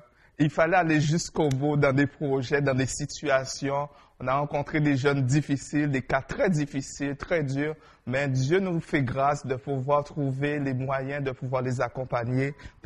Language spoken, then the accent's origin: French; St. Martin; Parce que je viens de l'île de Saint-Martin, ça me fait penser à la plage.